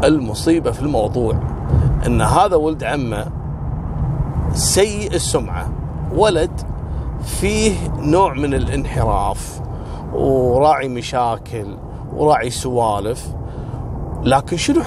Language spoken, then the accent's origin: Arabic; Kuwait; عندنا بالكويت